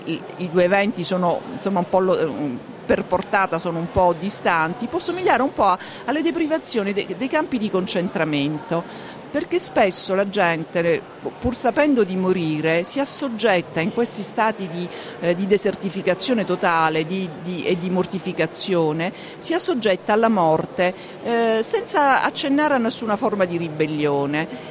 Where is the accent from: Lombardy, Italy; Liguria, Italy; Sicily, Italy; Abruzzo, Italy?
Sicily, Italy; Palermo; che io non conoscevo perché io sono palermitana.